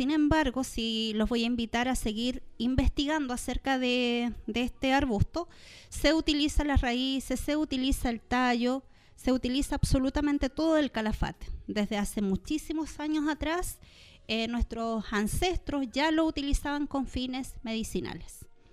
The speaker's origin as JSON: {"language": "Spanish", "region": "Patagonia", "country": "Chile", "said": "Para quienes somos de la Patagonia, sabemos que es un arbusto endémico de la Patagonia chilena y argentina."}